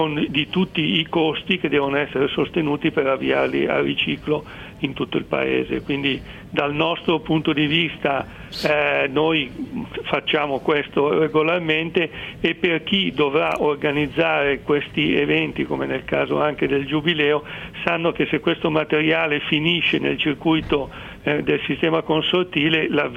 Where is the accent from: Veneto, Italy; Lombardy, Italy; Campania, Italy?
Lombardy, Italy; Milan; Non lo dico perché sono di Milano, ma perché è la realtà